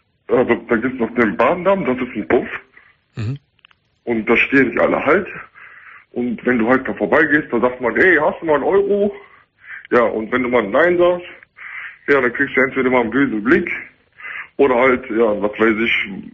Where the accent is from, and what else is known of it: Germany; born or raised there